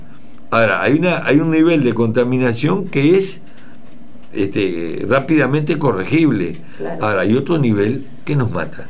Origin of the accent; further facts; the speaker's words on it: Flores, Uruguay; yo soy de Flores y le pregunto, ¿y quién me contaminó a mí el arroyo Sarandí?